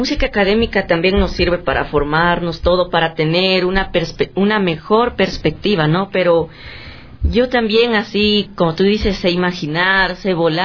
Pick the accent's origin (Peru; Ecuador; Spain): Ecuador; nosotros somos dos jóvenes ecuatorianos